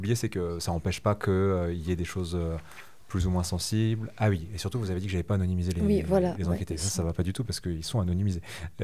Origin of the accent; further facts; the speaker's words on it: France; quand vous enquêtez en Allemagne en tant que petit Français